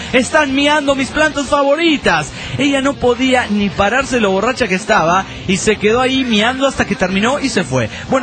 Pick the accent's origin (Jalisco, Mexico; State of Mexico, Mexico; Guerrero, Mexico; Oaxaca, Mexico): Oaxaca, Mexico; now in Mexico City, Mexico; yo soy originario de Oaxaca y me encuentro en la Ciudad Universitaria estudiando para ser docapitalista.